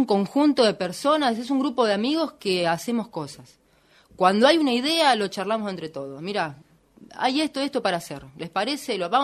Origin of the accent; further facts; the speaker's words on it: Buenos Aires, Argentina; also born or lived in Tres Arroyos; Yo soy de Oriente, un pueblito muy chiquitito, claro, que queda cerca de Bahía Blanca.